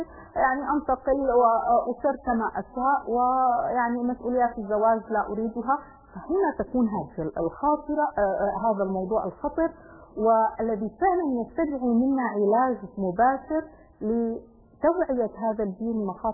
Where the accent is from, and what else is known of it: Syria